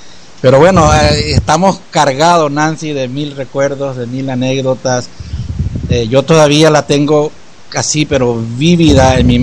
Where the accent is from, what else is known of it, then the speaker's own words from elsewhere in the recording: San Juan Bautista, Misiones, Paraguay; en San Juan Bautista de las Misiones, en mi pueblo